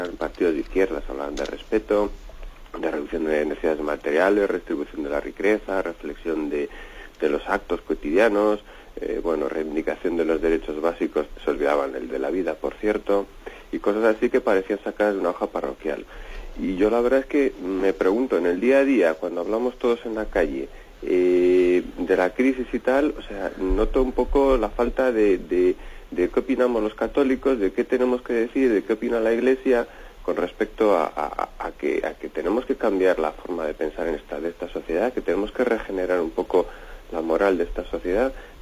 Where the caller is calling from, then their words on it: Palencia, Castile and León, Spain; de Palencia.